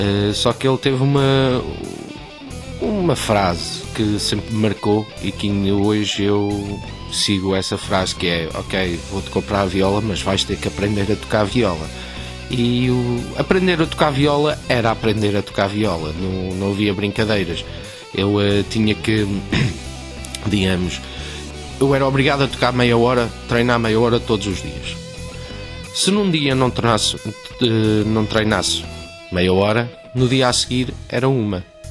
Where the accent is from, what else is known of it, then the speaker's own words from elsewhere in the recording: Australia; Ora, eu nasci na Austrália e sempre estudei música lá, sempre foi uma coisa que eu adorei desde pequenino.